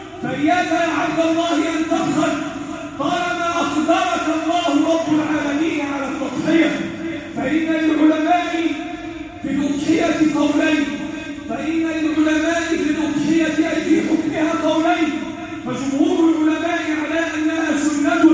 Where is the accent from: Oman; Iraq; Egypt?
Egypt; احفظ بلدنا مصر